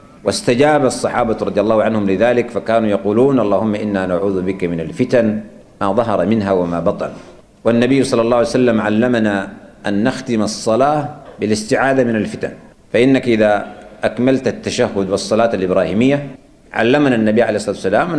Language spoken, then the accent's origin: Arabic; Sudan; نحن عندنا في السودان هنا